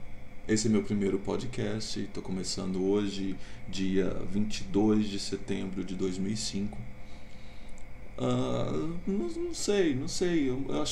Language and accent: Portuguese; Ribeirão Preto, São Paulo, Brazil; also born or lived in Rondônia; now in Campinas, Brazil; Eu não sou daqui, de Campinas, que é onde eu estou morando agora. Eu sou de Rondônia, nasci lá. Logo pequeno fui morar em Ribeirão Preto com a minha avó